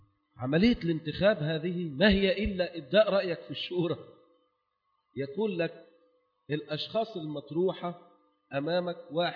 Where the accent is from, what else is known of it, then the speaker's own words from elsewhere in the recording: Egypt; احنا بنقول يعني عندنا في مصر مثل زائد يقول احنا بنختار احسن الوحشين